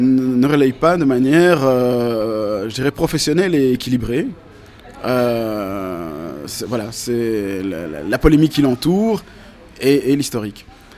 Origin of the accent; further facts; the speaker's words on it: Brussels, Belgium; et y compris chez nous à Bruxelles, où d'ailleurs la dernière fois qu'il est venu, le maire de la ville